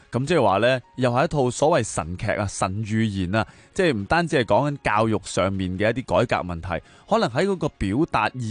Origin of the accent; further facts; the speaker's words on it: Hong Kong; 咁佢话我哋香港人就唔会问嘅，因为我哋知啦